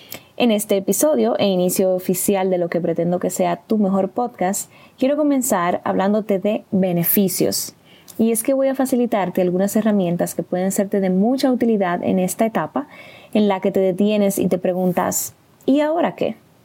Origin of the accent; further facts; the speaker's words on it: Cibao, Dominican Republic; con asiento en la ciudad de Santo Domingo, República Dominicana, aunque originalmente soy del Cibao.